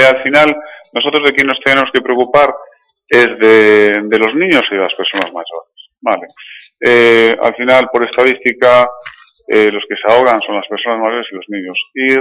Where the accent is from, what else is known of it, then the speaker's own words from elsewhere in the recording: Galicia, Spain; Yo vengo de Galicia, que realmente allí sol tenemos muy poquito, pero aquí sí que he notado el cambio